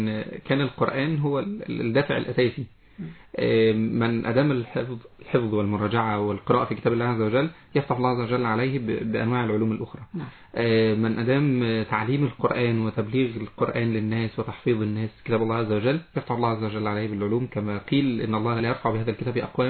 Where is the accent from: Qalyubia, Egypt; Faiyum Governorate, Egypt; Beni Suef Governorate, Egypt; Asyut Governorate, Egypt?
Qalyubia, Egypt; Qanater; من القناة الخيرية، محافظة القليوبية.